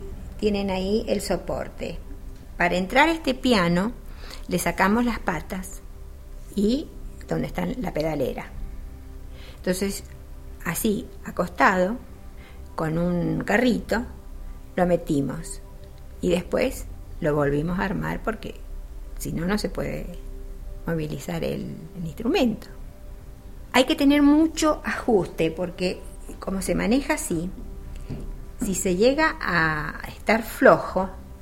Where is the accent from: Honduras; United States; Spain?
Spain; Como buenos españoles, al llegar a Sagunto no encontrábamos dónde estaba el salón y qué era.